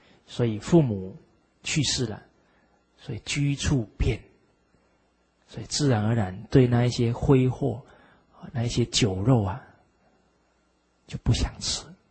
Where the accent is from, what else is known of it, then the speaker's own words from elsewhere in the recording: China; 这个是我们中国人啊很好的美德。